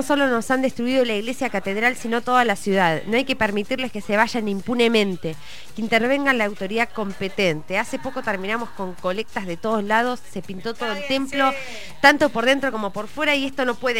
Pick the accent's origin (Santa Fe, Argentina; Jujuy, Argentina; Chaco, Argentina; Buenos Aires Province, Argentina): Chaco, Argentina; Yo soy de Chaco y quiero a mi provincia que también la respeten.